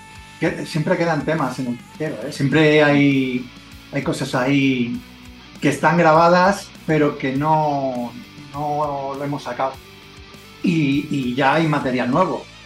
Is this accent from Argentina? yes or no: no; Spain; como somos españoles por narices, tenemos que cantar en castellano